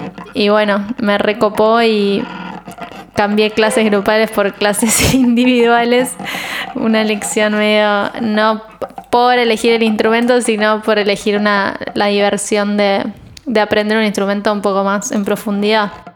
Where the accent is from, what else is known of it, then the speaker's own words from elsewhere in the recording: San Nicolás, Buenos Aires Province, Argentina; moved away as an adult; now in Buenos Aires, Argentina; Yo soy del interior, de San Nicolás. Y me vine a los 18 a ir acá y estudiar música y seguir estudiando violonchelo